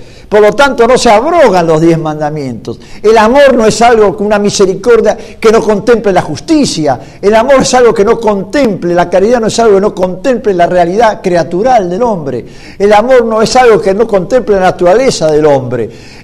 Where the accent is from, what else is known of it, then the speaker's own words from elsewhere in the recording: Argentina; Como argentino, como padre de familia católico